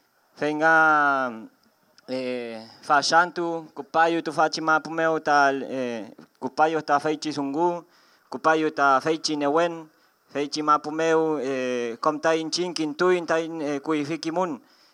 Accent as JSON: {"language": "Spanish", "country": "Argentina", "said": "vengo del territorio del Puel Mapu, parte del Wal Mapu."}